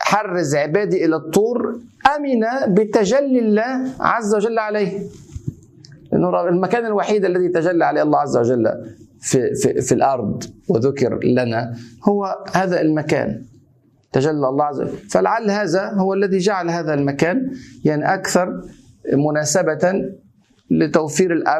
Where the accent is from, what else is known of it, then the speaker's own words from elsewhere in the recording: Egypt; مش عشان انا مصري برضه